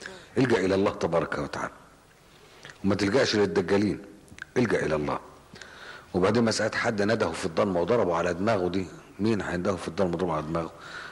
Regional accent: Egypt; إحنا بس للأسف الشديد الطب النفسي عندنا في مصر مش متقدم زي الجراحة

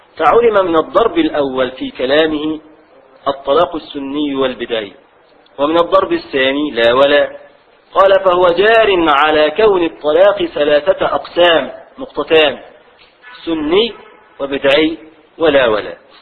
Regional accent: Egypt; عندنا في مصر نقول له ولا، يعني تعالى يا ولد ولد، فنحذف الدال

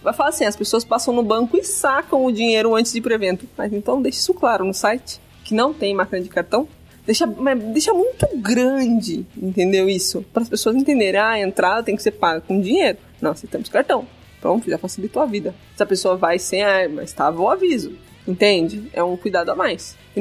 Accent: Itu, São Paulo, Brazil; Eu que sou de Itu.

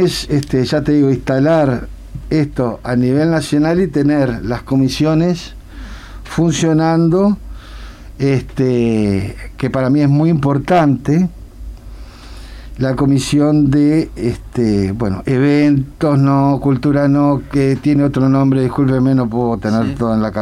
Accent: Montevideo, Uruguay; Yo soy montevideano, sí, 100%.

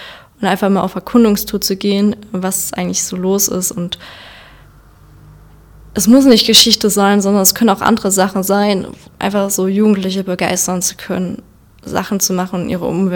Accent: Zwickau, Saxony, Germany; now in Dresden, Germany; Ich lebe jetzt zwar in Dresden, komme aber aus Zwickau. Und trotzdem würde ich noch sagen, dass Zwickau meine Heimat ist

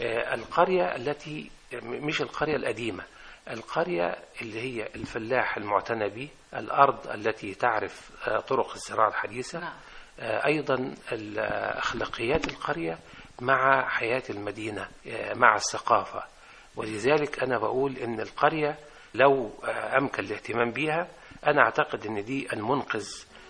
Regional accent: Egypt; وهذه الفرق كانت بتدور عندنا في الريف

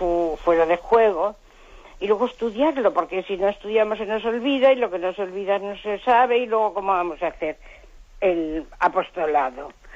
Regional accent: Cantabria, Spain; de Cantabria.

